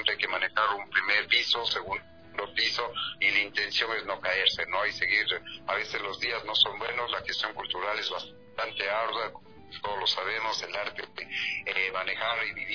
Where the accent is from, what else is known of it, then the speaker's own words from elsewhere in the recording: Ecuador; Realmente es un honor para mí como ecuatoriano, sabiendo muy bien que este país tiene esa riqueza cultural tan grande